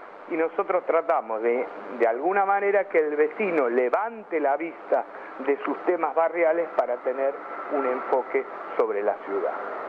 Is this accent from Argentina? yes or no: yes; Buenos Aires, Argentina; yo a nivel personal vivo en Caballito, soy de Caballito, soy hincha de Ferro